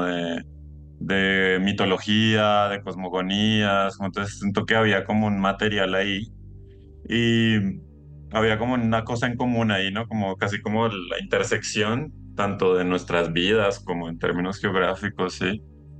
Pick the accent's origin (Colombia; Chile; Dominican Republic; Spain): Colombia; que yo soy de Colombia, ¿no? Yo soy colombiano de Colombia